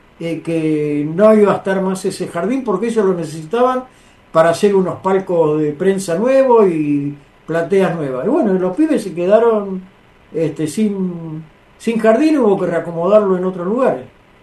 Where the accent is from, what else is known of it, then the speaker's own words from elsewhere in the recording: Villa Crespo, Buenos Aires, Argentina; yo soy de Villa Crespo